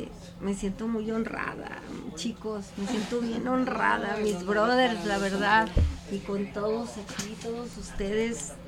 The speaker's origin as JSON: {"language": "Spanish", "town": "Guadalajara", "region": "Jalisco", "country": "Mexico", "tie": "born or raised there", "said": "Hijo, yo soy de aquí, de Guadalajara, Jalisco, y nací en el barrio de Santa Tere. Nací en la calle de Ramos Millán, en casa con doctor y partera."}